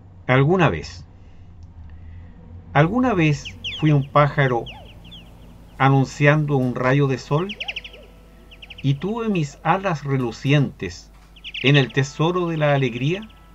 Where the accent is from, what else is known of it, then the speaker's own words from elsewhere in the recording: Chile; de Chile y hoy día vengo a compartir este poema